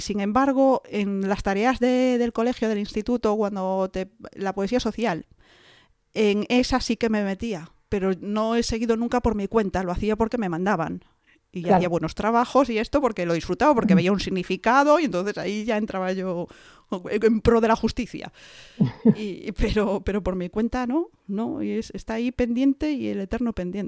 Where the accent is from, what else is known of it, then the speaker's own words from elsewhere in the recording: A Coruña, Galicia, Spain; now in United Kingdom; Yo soy de Coruña. Yo tengo el mar en todas partes.